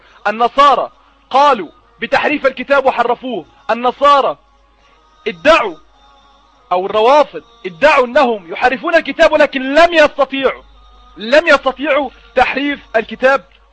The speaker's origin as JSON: {"language": "Arabic", "country": "Egypt", "said": "وبمناسبه ان انا مصري،"}